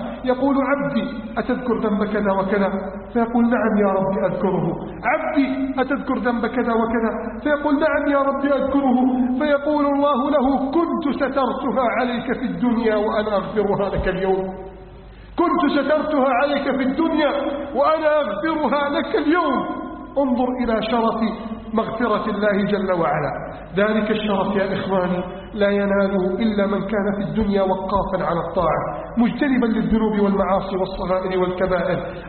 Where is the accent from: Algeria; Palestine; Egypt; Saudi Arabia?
Egypt